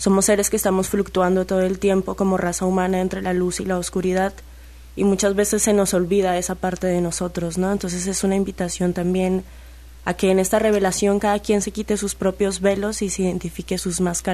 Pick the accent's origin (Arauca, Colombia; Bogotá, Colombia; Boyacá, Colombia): Bogotá, Colombia; now in Xalapa, Mexico; Yo soy de Colombia, de Bogotá, vivo aquí en Jalapa hace 4 años ya.